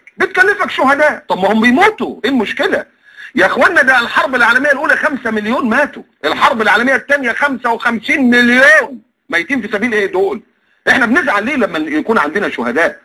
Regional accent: Egypt; يعني مصر للاسف انا مكسوف وانا قاعد ان انا ابقى مصري

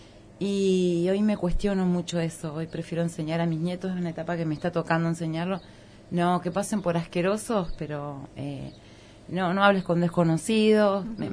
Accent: Concordia, Entre Ríos, Argentina; Yo vengo de un lugar, yo vengo de Concordia, Entre Ríos, pueblo.

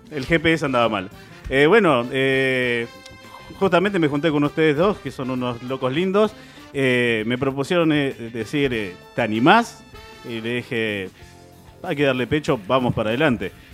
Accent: Berazategui, Buenos Aires Province, Argentina; Yo soy de Berazategui.

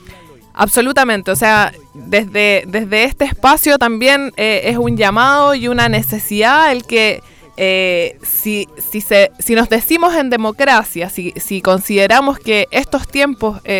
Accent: Chile; Nosotros ya como chilenos y chilenas conocemos esta historia

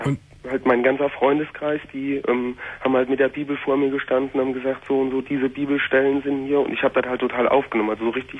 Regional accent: North Rhine-Westphalia, Germany; ich komme halt aus dem Siegerland und da sind so viele frei kirchliche, frei evangelische, fundamentalistische Gemeinden.

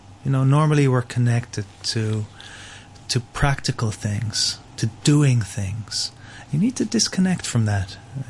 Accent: Ireland; moved away as an adult; Yeah, well, I live in Romania, so I've lived outside Ireland. Well, I'm in my mid-40s now. I've lived outside Ireland for since I was 21.

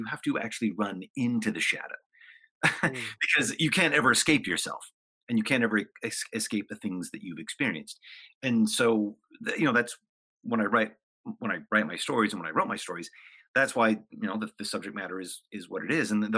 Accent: Hollywood, California, United States; I came from a very dysfunctional family, a very dysfunctional upbringing. I grew up in Hollywood, which is extremely dysfunctional.

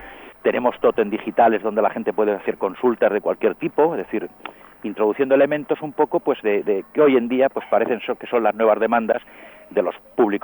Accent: Albacete, Castilla-La Mancha, Spain; born there; now in Madrid, Spain; yo soy nacido en Albacete, uh-huh, soy albaceteño

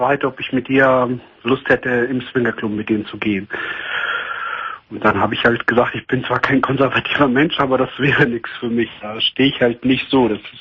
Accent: Greece; Ich komme komme aus Griechenland ursprünglich.

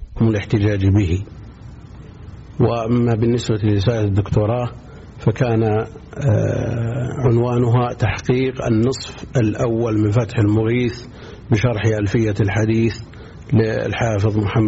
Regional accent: Buraydah, Al-Qassim, Saudi Arabia; born there; من مواليد بريدة سنة 74 و300 وألف.

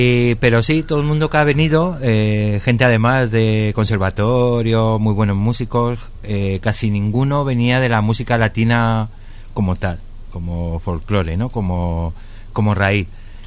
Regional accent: Galicia, Spain; pero con nuestro sonido gallego

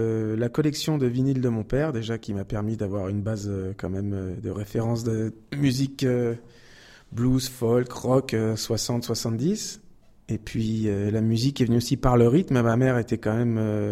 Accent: Île-de-France, France; Je viens de, essentiellement d'Île-de-France. J'ai passé beaucoup d'années en Île-de-France et je suis arrivé en région Centre il y a quelques mois à peine pour trouver plus de quiétude, d'oxygène, de forêt et d'inspiration.

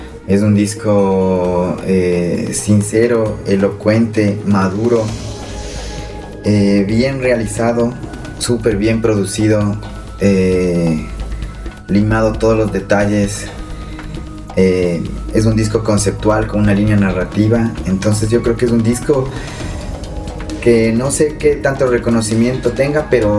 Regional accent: Ecuador; creo que la gente, como los ecuatorianos, nos gusta la música triste, así oímos pasillos para hacer fiesta

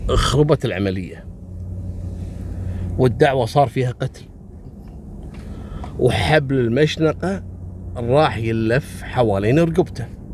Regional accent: Kuwait; وإلى اليوم موجود في السجن المركزي عندنا في الكويت.

